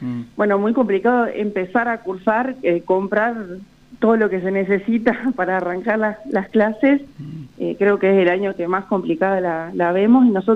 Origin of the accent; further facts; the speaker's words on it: Santa Rosa, La Pampa, Argentina; Sí, yo soy de Santa Rosa